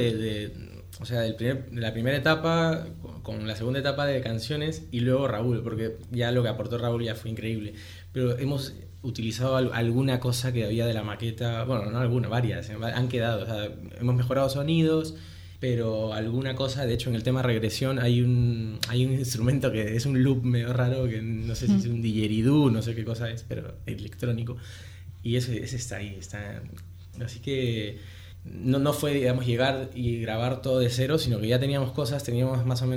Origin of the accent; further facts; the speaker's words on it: Lima, Peru; also born or lived in Murcia / Madrid; now in Spain; Yo soy de Lima, pero digamos